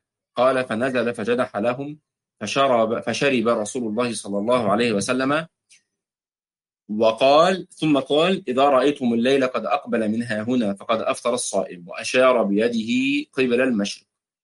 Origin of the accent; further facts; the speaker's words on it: Egypt; او الكسكسي زي ما بيتقال في بعض عندنا في مصر